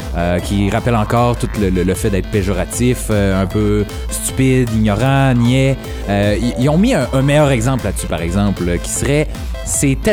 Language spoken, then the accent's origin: French; Quebec, Canada; De la façon que je le vois par chez nous, en Beauce